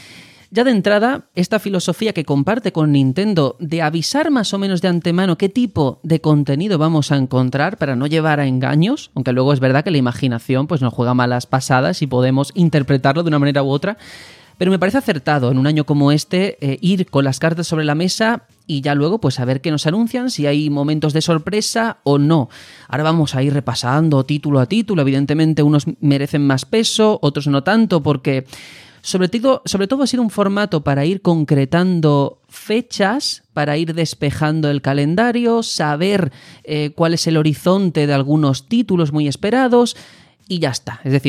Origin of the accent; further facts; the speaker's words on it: Andalusia, Spain; Y esta es mi tierra, señores, y se llama Andalucía.